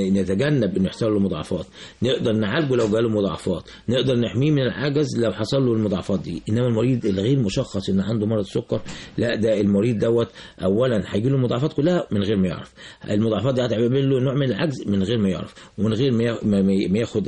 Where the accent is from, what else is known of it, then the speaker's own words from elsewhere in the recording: Egypt; مش عندنا في مصر بس